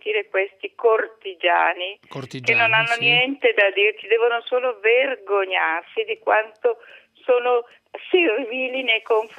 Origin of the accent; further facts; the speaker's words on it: Brescia, Lombardy, Italy; Io sono bresciana, mi vergogno di essere una donna bresciana